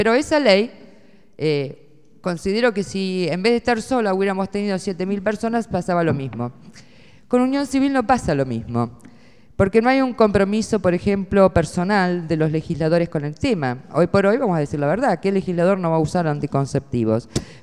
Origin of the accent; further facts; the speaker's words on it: Buenos Aires, Argentina; Buenos Aires, qué vergüenza me da, y soy porteña